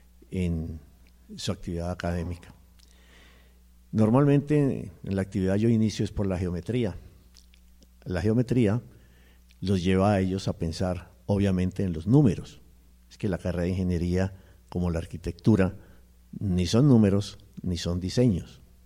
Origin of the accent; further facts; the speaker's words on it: Santander, Colombia; Yo no soy de aquí, yo soy del otro lado del río, es decir, yo soy santandereano. Pero ya llevo aquí 25 años